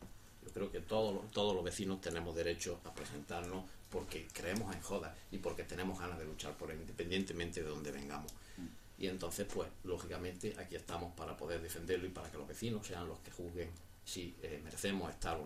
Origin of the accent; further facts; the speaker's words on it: Jódar, Andalusia, Spain; soy vecino de Jodar, vivo en Jodar, anduriense me considero